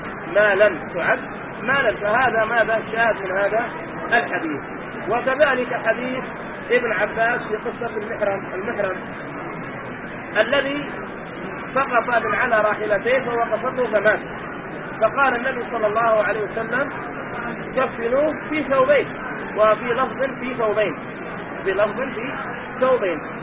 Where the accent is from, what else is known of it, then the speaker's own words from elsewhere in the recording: Yemen; ونحن عندنا في اليمن نعمة عظيمة أن الناس ما ينقذوا شيء، وإنما لله وفي الله